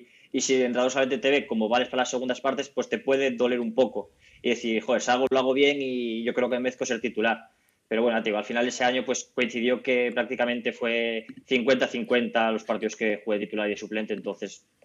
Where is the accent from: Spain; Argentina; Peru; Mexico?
Spain; Cabezón de la Sal, Cantabria; estoy allí en mi pueblo, en Cabezón de la Sal, estoy allí censado